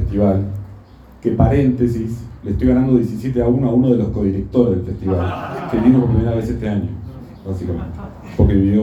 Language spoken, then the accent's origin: Spanish; Mar del Plata, Buenos Aires Province, Argentina; now in Buenos Aires, Argentina; yo soy marplatense, vivo ya hace 11 años en Buenos Aires, perdí mi acento marplatense